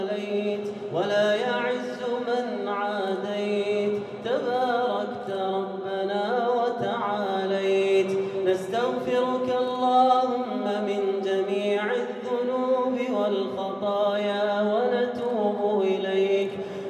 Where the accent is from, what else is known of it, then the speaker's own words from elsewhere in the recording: Kuwait; اللهم إنك أنعمت على بلادنا الكويت بنعم كثيرة